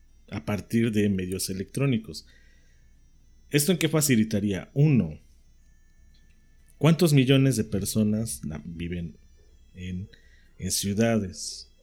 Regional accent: Mexico; Somos tantos mexicanos como en la lista nominal.

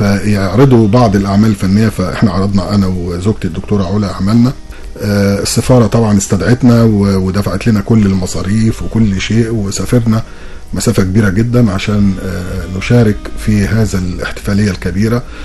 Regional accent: Egypt; now in Germany; يعني ما اقول ان انا مصري يبقى صورتي مشرفه

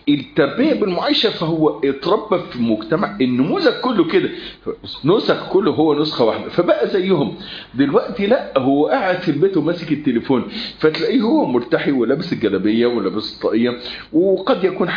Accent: Egypt; الكلام ده مش متوفر عندنا في مصر

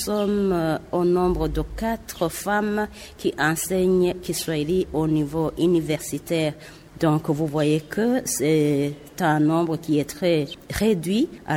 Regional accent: Burundi; now in Dar es Salaam, Tanzania; Je suis la première à se faire inscrire à l'université de Dar es Salaam en tant que burundaise.

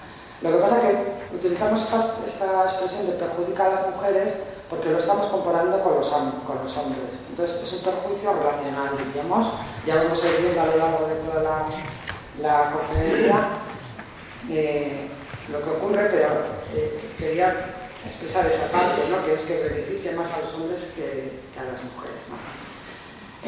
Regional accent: Navarre, Spain; soy de Navarra, trabajo en Vitoria, pero vivo más en Navarra que en Vitoria

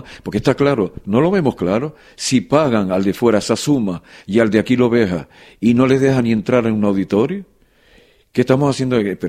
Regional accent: Canary Islands, Spain; Que vinimos de Canarias con una cultura nacionalista

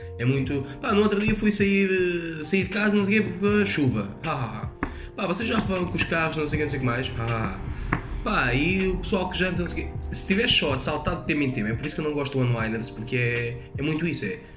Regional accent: Lisbon, Portugal; A minha infância em Chelas, que tem 2 beats lá dentro

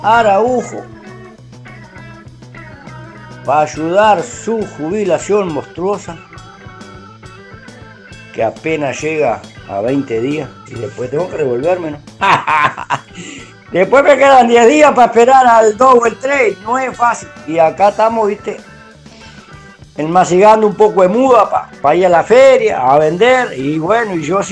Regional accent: Cerro Largo, Uruguay; Acá ando en Cerro Largo, en mi pueblo, mendigando un pedazo de tierra

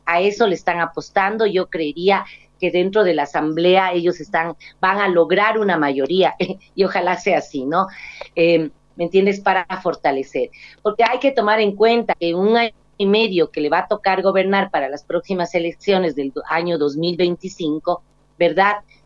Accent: Ecuador; no vergüenza como ecuatoriana tener un gobierno de esas índole

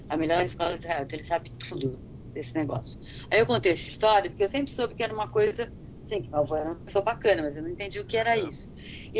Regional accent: São Paulo, Brazil; born there; Eu nasci no Belenzinho, nasci na Zona Leste, sabe? Meus pais são imigrantes.

